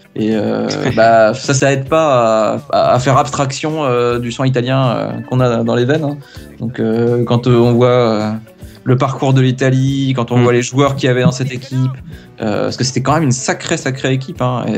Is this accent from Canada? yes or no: no; France; D'origine, attention, je suis français.